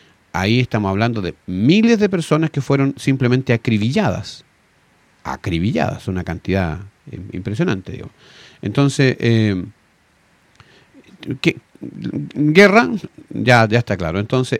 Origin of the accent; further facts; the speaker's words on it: Chile; nosotros podemos reunirnos como identidad chilena, porque efectivamente tenemos cosas que nos identifican, con las cuales nacemos muchas veces